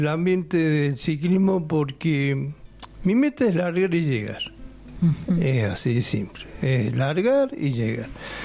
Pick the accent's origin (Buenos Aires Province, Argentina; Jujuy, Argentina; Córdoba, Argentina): Córdoba, Argentina; born there; yo nací en Córdoba Capital